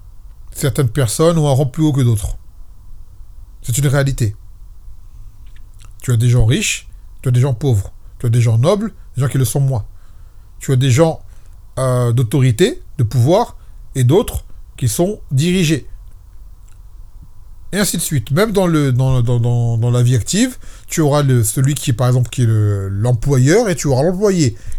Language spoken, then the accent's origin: French; France; Moi, je vous dis une chose, je suis un Français.